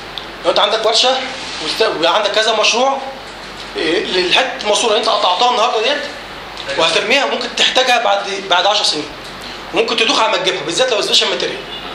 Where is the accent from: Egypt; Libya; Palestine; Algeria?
Egypt; احنا عندنا في مصر عايزين ننجز